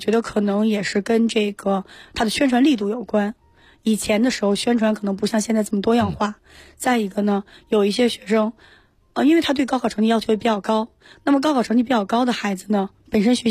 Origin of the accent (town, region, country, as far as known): China